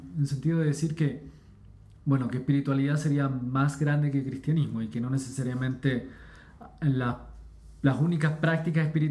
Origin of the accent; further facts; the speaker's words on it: Chile; Soy chileno, déjame hablar sin eso.